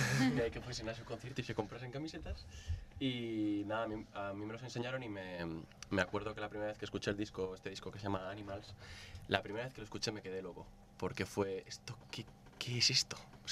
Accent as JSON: {"language": "Spanish", "region": "Cantabria", "country": "Spain", "said": "Yo soy de Cantabria, lo escuchaba muy cerca del océano, del mar."}